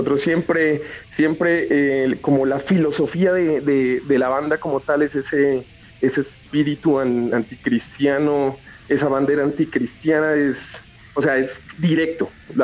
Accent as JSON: {"language": "Spanish", "town": "Pasto", "region": "Nariño", "country": "Colombia", "said": "Nosotros somos de Pasto, del sur de Colombia."}